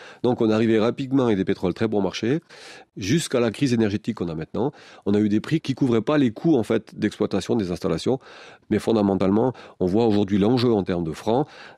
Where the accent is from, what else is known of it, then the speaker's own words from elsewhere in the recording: Valais, Switzerland; C'était le cas chez nous, en Valais.